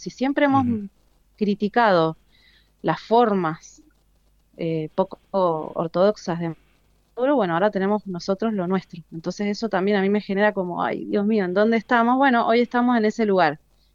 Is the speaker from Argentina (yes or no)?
yes; Argentina; hoy como argentinas y argentinos somos digamos, el modelo a mirar sobre lo que no hay que hacer